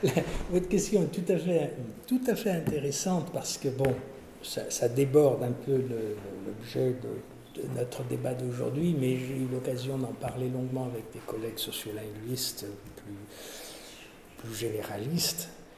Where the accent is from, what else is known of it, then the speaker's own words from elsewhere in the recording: France; born there; Il se trouve que je suis né en France, et donc j'ai été déclaré à l'état civil en France, et comme beaucoup de Kabyles